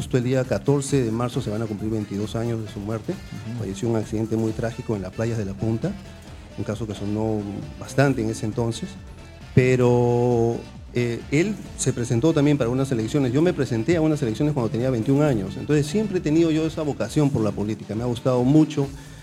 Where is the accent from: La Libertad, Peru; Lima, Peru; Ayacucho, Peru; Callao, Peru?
Callao, Peru; born there; Yo soy chalaco de nacimiento. Yo nací en el Callao, tengo el orgullo de ser chalaco, a mucha honra.